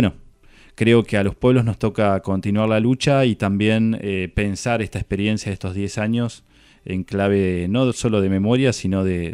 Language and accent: Spanish; Argentina; si nosotros como pueblo argentino, y más analizándolo en esta situación concreta, pudimos haber hecho más